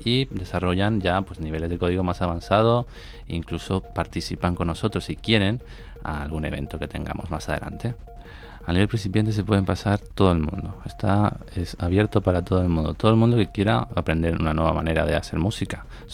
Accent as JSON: {"language": "Spanish", "town": "Madrid", "region": "Community of Madrid", "country": "Spain", "said": "Se llama Life Code Math porque somos de Madrid"}